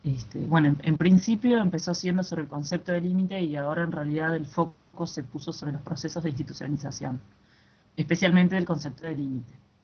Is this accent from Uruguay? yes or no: yes; Uruguay; soy de Uruguay y soy profesora de matemática